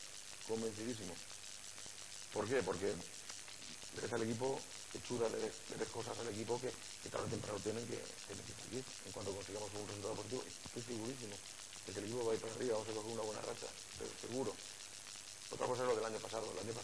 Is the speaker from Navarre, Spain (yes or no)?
no; Valencian Community, Spain; now in Elche, Spain; Yo soy valenciano, pero mi corazón es ilicitano. Llevo aquí mucho tiempo en Elche y soy, me considero uno más